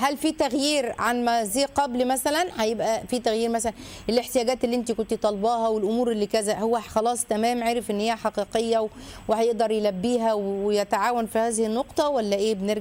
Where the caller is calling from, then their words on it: Cairo, Cairo Governorate, Egypt; من القاهرة، السلام عليكم